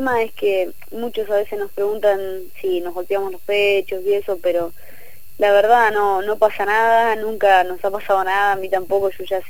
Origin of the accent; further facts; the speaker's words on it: Tandil, Buenos Aires Province, Argentina; now in La Plata, Argentina; yo soy de Tandil. Después, cuando me vine a La Plata, pensé que iba a encontrar un equipo acá en La Plata y no había nada.